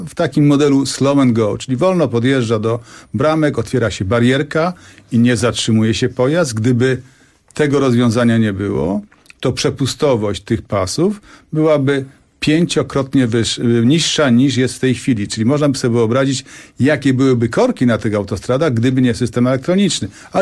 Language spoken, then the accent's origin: Polish; Silesian Voivodeship, Poland; ponieważ jestem ze Śląska, to tytkę też mamy już gotową.